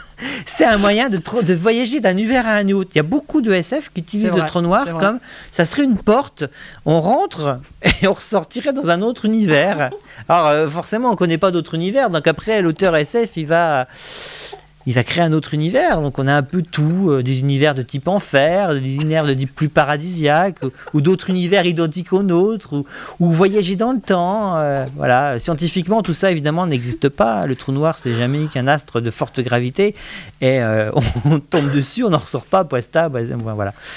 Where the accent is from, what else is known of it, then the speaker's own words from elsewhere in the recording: Grand Est, France; accent: Vosges; excuse-moi, j'ai mon accent vosgien qui ressort